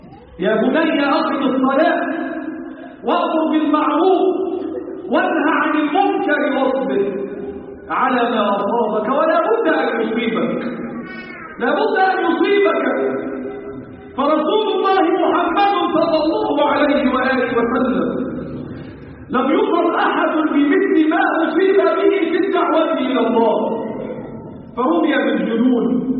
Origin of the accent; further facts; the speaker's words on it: Egypt; اللهم احفظ بلادنا مصر وسائر بلاد